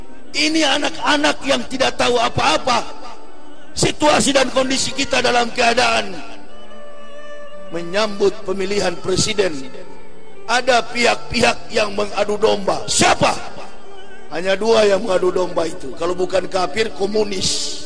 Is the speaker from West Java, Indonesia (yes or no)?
no; Manado, North Sulawesi, Indonesia; Kampung saya di Manado